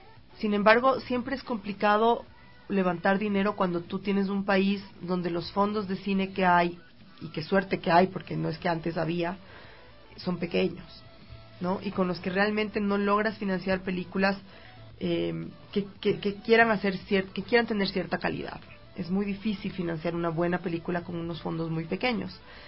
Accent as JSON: {"language": "Spanish", "country": "Ecuador", "said": "siendo una directora ecuatoriana, mujer de más de 40 años"}